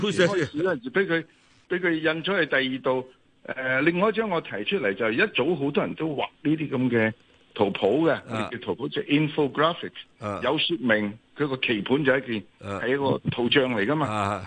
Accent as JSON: {"language": "Cantonese", "country": "China", "said": "我哋中国人讲阴阳嘛"}